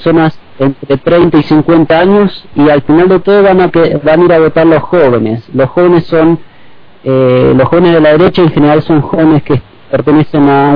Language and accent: Spanish; Patagonia, Argentina; now in Caracas, Venezuela; Sí, sí, yo soy de Argentina. Viví en varios lugares, así que más que nada en la Patagonia, soy patagónico.